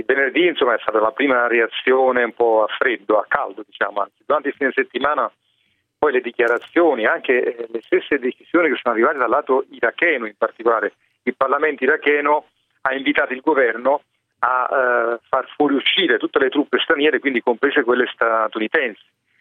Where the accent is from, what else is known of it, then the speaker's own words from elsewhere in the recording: Naples, Campania, Italy; Sì, sono napoletano